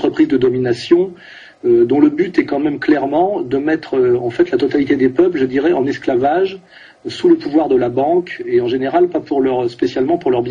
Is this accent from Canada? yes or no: no; France; Moi, je suis français, j'écris ce livre en français et d'abord pour les Français.